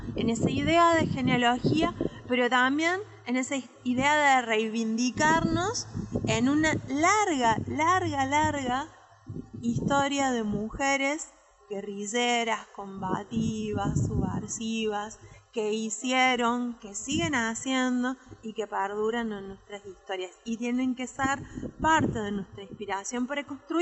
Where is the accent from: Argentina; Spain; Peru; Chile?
Argentina; Patagonia; quizás se nota por mi tonada, pero soy de la Patagonia, cuando me vine a vivir a Tralau, que me vine a vivir acá en el 2011